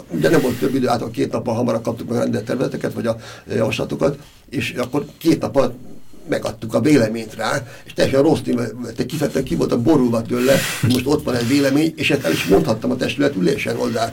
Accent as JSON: {"language": "Hungarian", "region": "Budapest", "country": "Hungary", "tie": "born or raised there", "said": "én Erzsébetvárosban, meg született Erzsébetváros vagyok, tehát azt merem mondani, hogy is ott laktam, ott születtem egész életemben"}